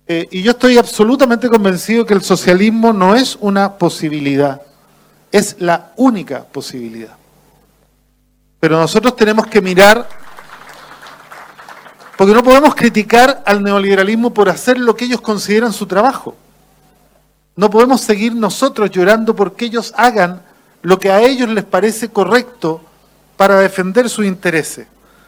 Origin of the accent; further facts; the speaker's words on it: Chile; Yo vengo de Chile, y en Chile vivimos tiempos también de derrota y desesperanza.